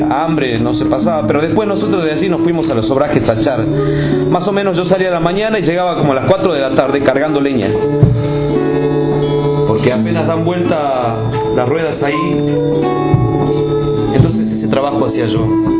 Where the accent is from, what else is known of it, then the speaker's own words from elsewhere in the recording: Sol de Julio, Santiago del Estero, Argentina; el pueblo de donde yo soy, vio. Sol de Julio se llama el pueblo.